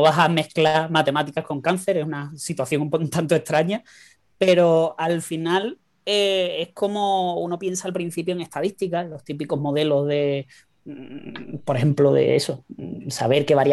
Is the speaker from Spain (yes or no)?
yes; Cádiz, Andalusia, Spain; Soy de aquí de Cádiz, sí.